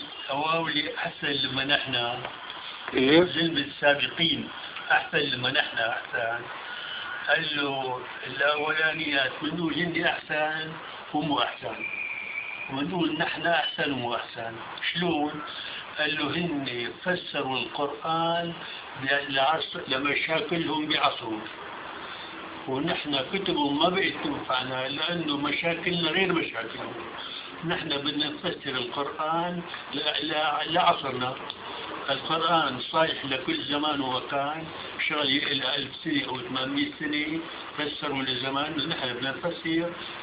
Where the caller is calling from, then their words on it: Saudi Arabia; أنا أسمع من السعودية